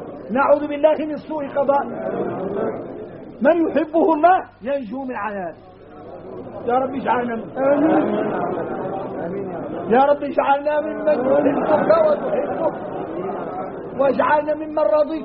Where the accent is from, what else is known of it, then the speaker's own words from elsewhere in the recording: Mauritania; احنا راك موريتاني